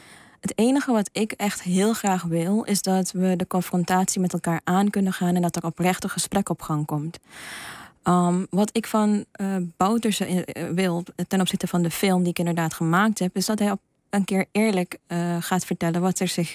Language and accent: Dutch; Suriname; also born or lived in Netherlands; want ik ben in Nederland geboren, maar in Suriname opgegroeid.